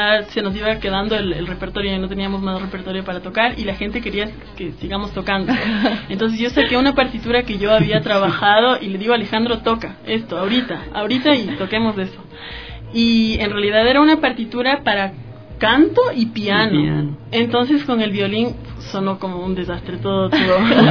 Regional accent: Quito, Pichincha, Ecuador; moved away as an adult; now in France; soy soprano lírica quiteña y llevo 3 años estudiando en Francia, donde en este momento resido

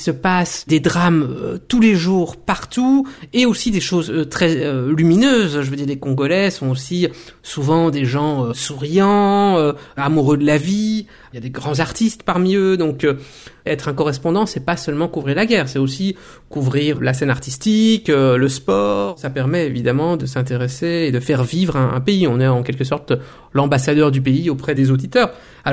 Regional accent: Belgium; moved away as an adult; Et étant belge, je suis né, j'ai grandi en Belgique, pour moi, l'Afrique dont on parlait et dont on parle toujours aujourd'hui, ce sont les anciennes colonies belges

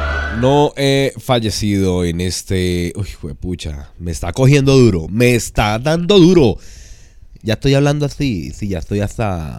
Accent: Bogotá, Colombia; A mí me hace daño el frío, eso que soy de Bogotá, nací allá y todo eso.

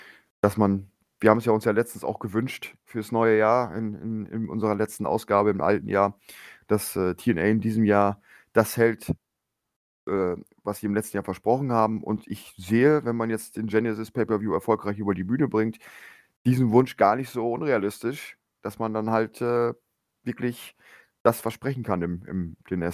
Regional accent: Lower Saxony, Germany; born there; Ich bin ja im Emsland geboren und dementsprechend dem SV Meppen verbunden.

